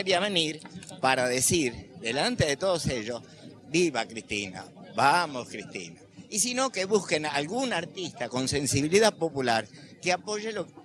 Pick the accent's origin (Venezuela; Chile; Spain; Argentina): Argentina; Burzaco, Buenos Aires Province; no hay nadie de mi barrio, porque yo soy de Bursaco